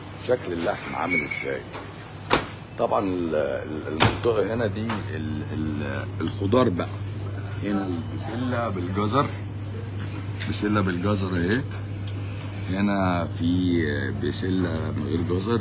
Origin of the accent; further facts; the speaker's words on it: Egypt; انا عادي مصري